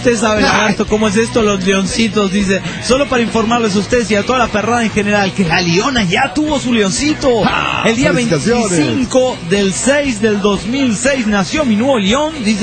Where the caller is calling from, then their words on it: Yajalón, Chiapas, Mexico; Hola, ¿cómo están? … de Yajalón, Chiapas, México.